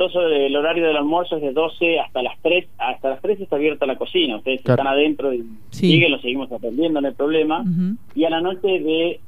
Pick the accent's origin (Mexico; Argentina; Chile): Argentina; Tandil, Buenos Aires Province; Yo soy de Tandil, sí. Nacido y criado en Tandil.